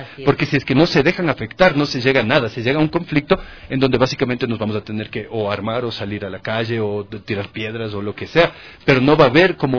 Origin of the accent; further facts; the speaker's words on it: Quito, Pichincha, Ecuador; como gente que estábamos creciendo, como quiteños, como ecuatorianos, que estábamos creciendo en la década de los 90s